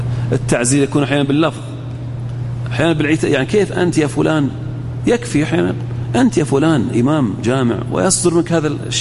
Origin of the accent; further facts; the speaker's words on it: Al-Ahsa, Eastern Province, Saudi Arabia; إحنا عندنا في الأحساء